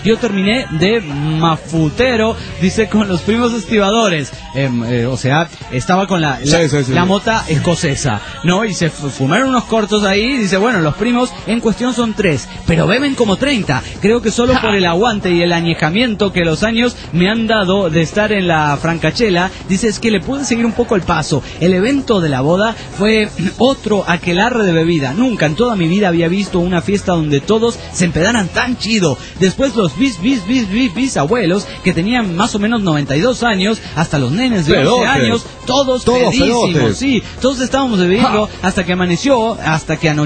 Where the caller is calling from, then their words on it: El Salvador; del Salvador.